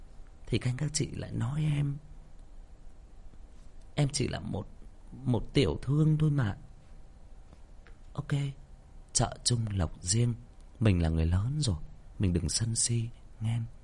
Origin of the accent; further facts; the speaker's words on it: Northern Vietnam, Vietnam; em là một người miền Bắc chuẩn. Nếu mà nói theo cái cách nó hơi thô tục hơn nữa thì em là Bắc Kỳ chuẩn.